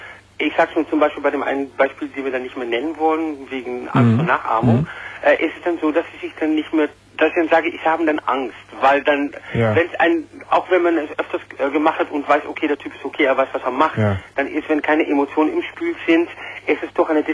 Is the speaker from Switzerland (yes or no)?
no; Netherlands; Nein, ich bin Niederländer.